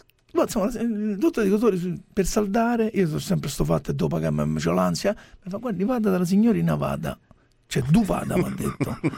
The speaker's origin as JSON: {"language": "Italian", "town": "Rome", "region": "Lazio", "country": "Italy", "said": "non puoi pensare che sono di Roma Nord, sì, di Vigna Stelluti con sta voce."}